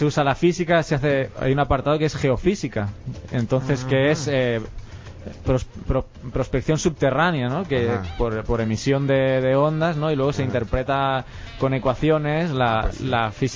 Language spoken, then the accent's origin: Spanish; Barcelona, Catalonia, Spain; En España, de donde vengo yo, no. Bueno, ha temblado hace poco en el sur, pero en la parte norte, donde soy yo, de Barcelona, no suele temblar